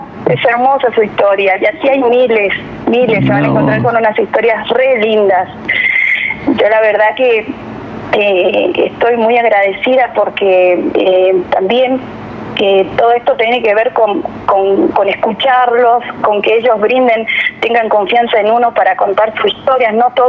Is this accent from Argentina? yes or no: yes; Argentina; estoy orgullosa, siempre lo voy a decir, de ser argentina, de vivir en mi país